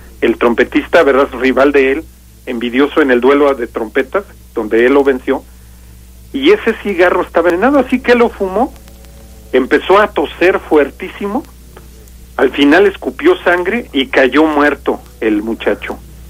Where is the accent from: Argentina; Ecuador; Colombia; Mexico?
Mexico; Bajío; Se supone que allá en las cuevas de la región de donde soy yo y de todo el Bajío, se supone que de las cuevas salen los famosos cheneques.